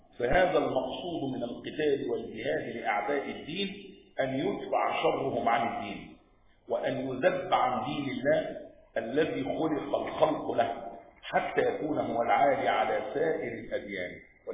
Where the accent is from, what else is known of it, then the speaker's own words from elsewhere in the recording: Egypt; مع أن الانفلات الأمني عندنا في مصر حدث فترة ايه؟ قليلة جدا